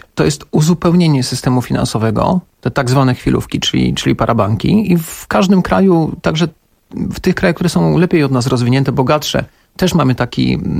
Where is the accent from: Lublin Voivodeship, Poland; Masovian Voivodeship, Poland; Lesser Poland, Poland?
Lesser Poland, Poland; Kraków; Ja z Krakowa jestem.